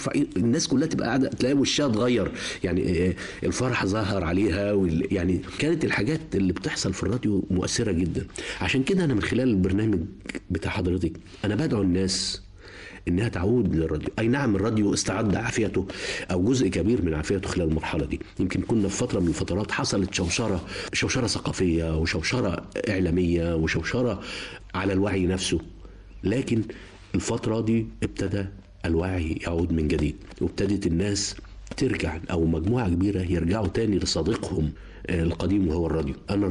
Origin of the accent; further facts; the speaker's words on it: Cairo, Cairo Governorate, Egypt; born there; أنا أصلا من المنصورة بس مولود في القاهرة، يعني أسرتي نازحة من المنصورة إلى القاهرة، مولود في القاهرة في حلوان، بس يعني إيه الأصول والجذور من المنصورة.